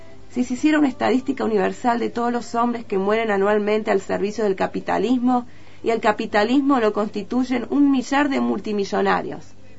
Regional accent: Córdoba, Argentina; Yo soy de Córdoba capital

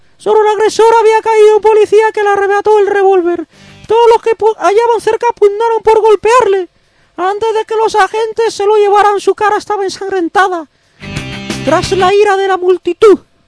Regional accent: Spain; nosotros somos españoles y pronunciamos así

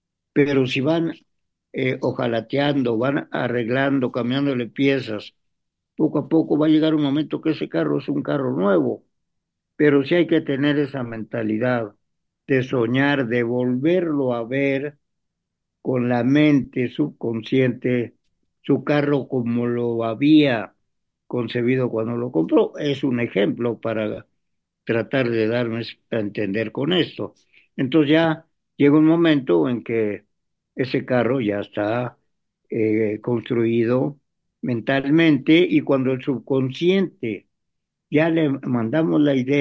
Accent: Mexico; nuestro problema como mexicanos, hablando aquí de México

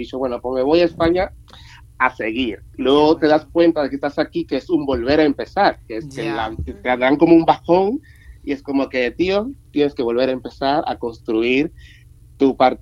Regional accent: Dominican Republic; now in Spain; Soy del Caribe, de República Dominicana. Y la verdad, tengo aquí ya casi 4 años.

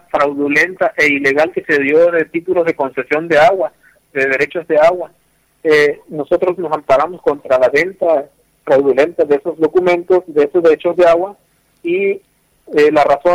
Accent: Sonora, Mexico; pues es una lucha constante que ha llevado mi pueblo para defender este pequeño territorio.

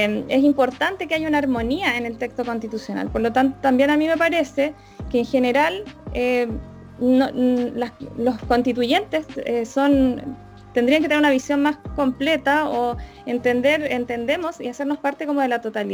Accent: Chile; cuáles son las carencias que vivimos siendo chilenas y chilenos

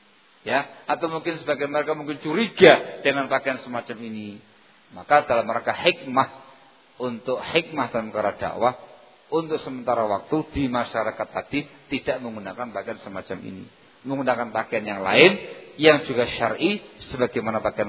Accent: East Java, Indonesia; Karena saya orang Jawa Timur

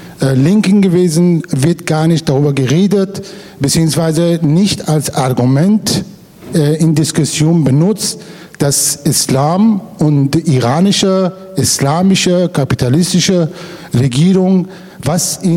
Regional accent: Iran; German is a second language; Ich komme aus dem Iran.

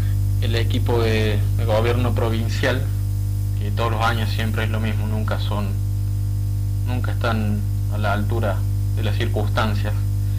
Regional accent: Argentina; soy de Argentina y vivo en la ciudad de Córdoba capital.

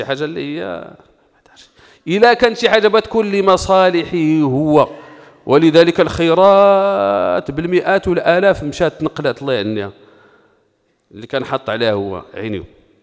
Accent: Morocco; لأنه آش مسألة تتخصني أنا كمغربي

